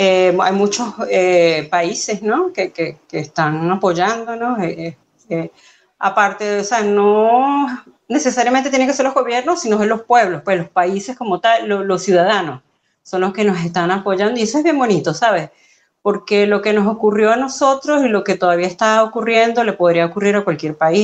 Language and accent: Spanish; Venezuela; aunque yo soy venezolana, mi mamá era venezolana, pero mi papá era peruano